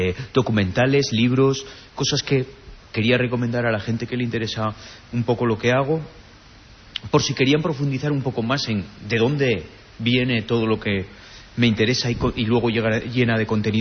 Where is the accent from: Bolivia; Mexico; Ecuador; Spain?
Spain; Zaragoza, Aragon; now in Los Angeles, United States; Yo quizás soy más zaragozano en Los Ángeles que cuando viví en mi ciudad.